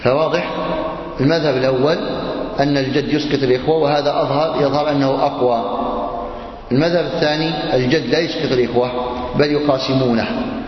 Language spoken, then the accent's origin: Arabic; Algeria; كما هو عندنا في الجزائر،